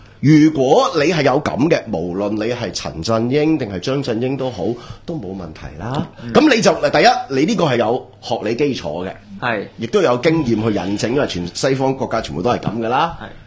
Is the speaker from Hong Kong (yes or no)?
yes; Hong Kong; 咁我哋香港人唔係好大鑊